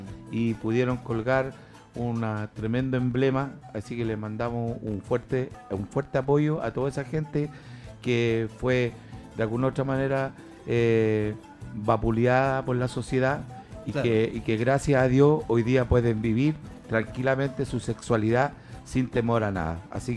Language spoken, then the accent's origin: Spanish; Chile; como chileno somos sangre fría y nosotros hemos pasado muchas cosas